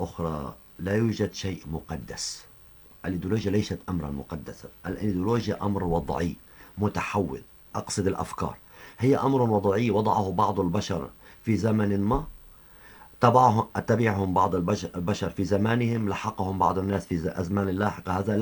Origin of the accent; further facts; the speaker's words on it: Syria; وهذا ما نعاني حاليا في بلدنا سوريا